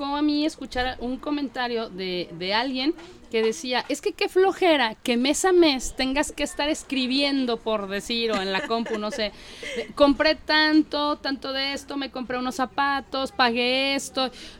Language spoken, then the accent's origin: Spanish; Mexico; creo que ahí es lo que más nos falla y más como mexicanos.